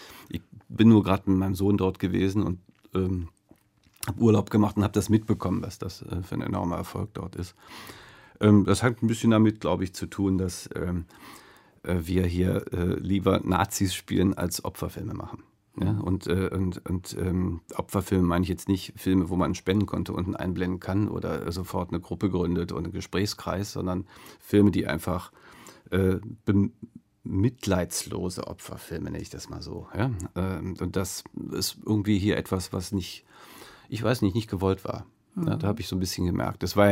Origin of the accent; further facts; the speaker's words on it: North Rhine-Westphalia, Germany; Der kommt ja auch aus Düsseldorf, Ben Rather, ist bei uns direkt in Fahrradweite von meiner Heimat entfernt.